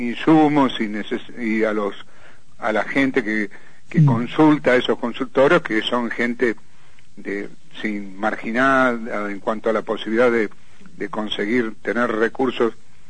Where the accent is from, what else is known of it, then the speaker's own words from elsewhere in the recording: La Plata, Buenos Aires Province, Argentina; Yo, que soy de La Plata, una persona de bastante tiempo, nunca vi una cosa igual.